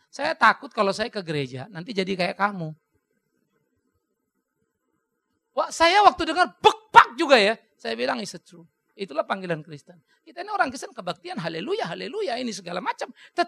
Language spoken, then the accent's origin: Indonesian; Germany; Kita orang Jerman maka selalu pikir, banyak teman-teman juga selalu lihat, emang kalau orang ke gereja jadi baik?